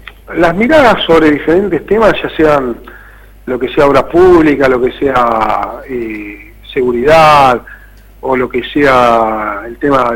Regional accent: Cañuelas, Buenos Aires Province, Argentina; nosotros nos afincamos en Cañuelas, vos sos nacido y criado en Cañuelas, yo soy lo mismo

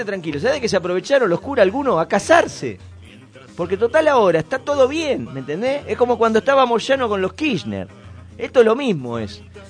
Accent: Argentina; somos lo que somos todos los argentinos, unos hipócritas

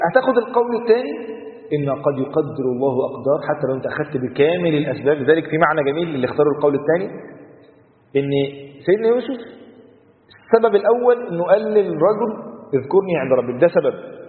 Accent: Egypt; وتعرف الروتين اصلا عندنا في مصر، مواطنه في مصر

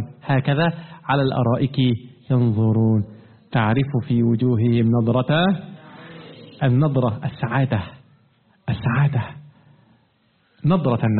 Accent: Egypt; لا أعرف يا أخوانا كيف الحال في بلادكم، لكن عندنا في مصر قديما كان موجود ماذا؟

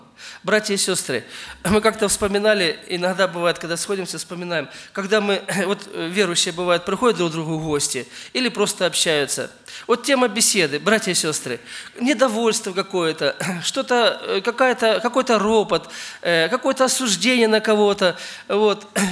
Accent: Ukraine; я сам родом с Украины

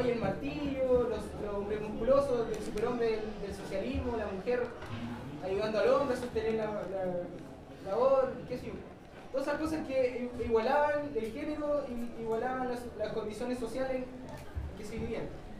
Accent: Concepción, Biobío, Chile; también soy de Concepción

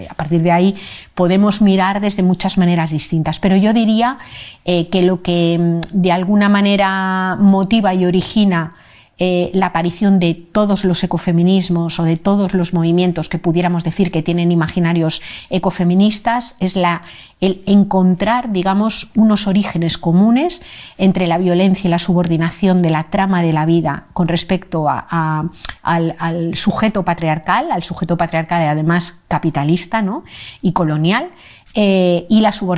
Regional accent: Madrid, Community of Madrid, Spain; born there; nací en Madrid hace 57 años. Desde hace como 3 años y medio vivo en un pueblecito muy pequeño de Cantabria.

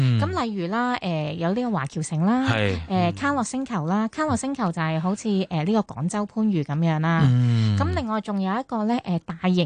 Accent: Hong Kong; 我哋香港人

